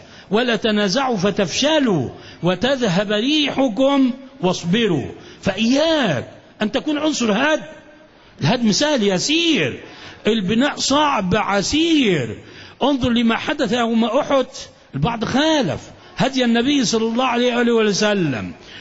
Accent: Alexandria, Alexandria Governorate, Egypt; الشيوخ الأكابر الأفاضل عندنا في الإسكندرية

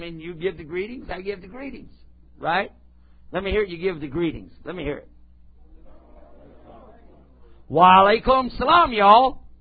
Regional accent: El Paso, Texas, United States; I'm back in my hometown, my home state anyway, and I can speak Texan and everybody knows what I'm talking about.

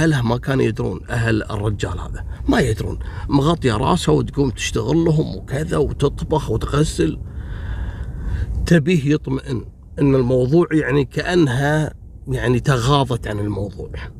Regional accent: Kuwait; نفس الحادث حصلت عندنا في الكويت

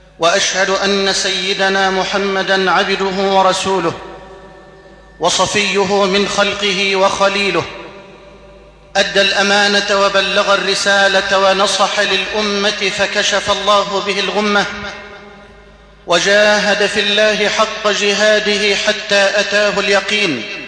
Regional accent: Egypt; هذه إلى بلدنا مصر

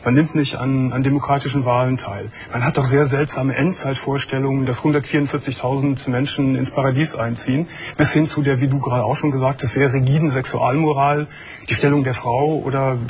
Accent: Gummersbach, North Rhine-Westphalia, Germany; Ich komme auch aus einer sehr christlichen Ecke und habe ich komme aus Gummersbach

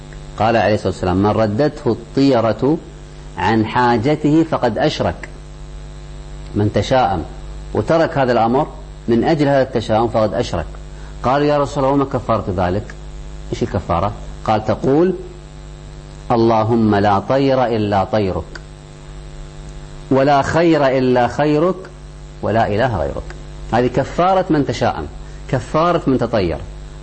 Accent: Kuwait; عندنا في الكويت، اذهب إلى أي مستشفى حكومي

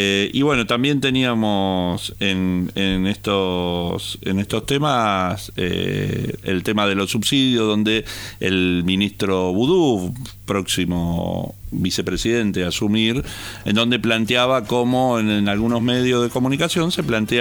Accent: Buenos Aires, Argentina; born there; Yo soy porteño de nacimiento y tomo el subte una vez cada muerte obispo.

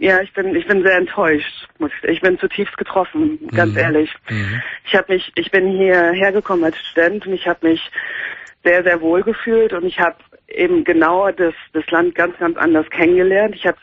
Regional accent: Germany; now in England; ich sage, ich komme aus Deutschland

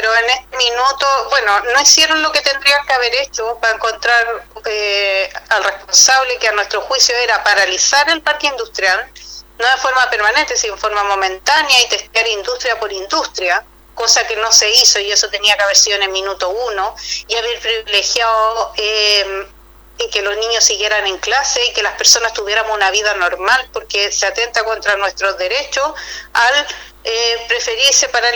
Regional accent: Puchuncaví, Valparaíso, Chile; yo soy de Puchuncaví, pero trabajo en una organización que es Mujeres de Zona Sacrificio en Resistencia, que abarca ambas comunas.

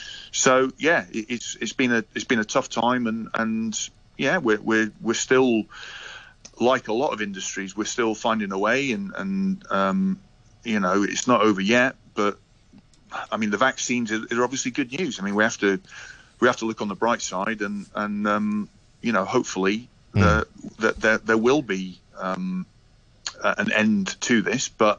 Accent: Scotland, United Kingdom; But as a Scot, I mean, sort of Hogmanay, New Year's Eve is always, you know, traditionally been a big night, a big celebration

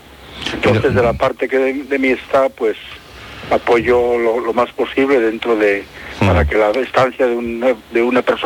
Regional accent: Oviedo, Asturias, Spain; Yo soy de Oviedo.

